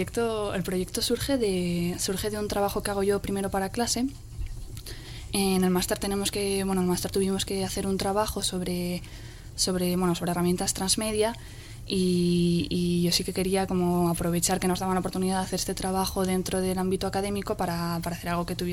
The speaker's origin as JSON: {"language": "Spanish", "town": "Pamplona", "region": "Navarre", "country": "Spain", "said": "Yo soy de Iruña y en Iruña participo en la plataforma 28J"}